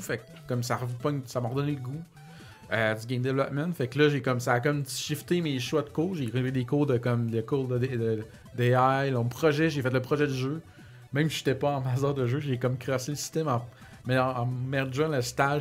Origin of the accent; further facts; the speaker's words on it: Chicoutimi, Quebec, Canada; now in Montreal, Canada; C'est vraiment plus rendu à Montréal qu'on a plus bondé. Là.